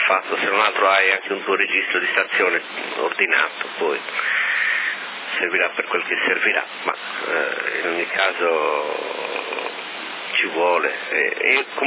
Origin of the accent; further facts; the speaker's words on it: Sardinia, Italy; noi ci adeguiamo, siamo sardi, ci adeguiamo sempre.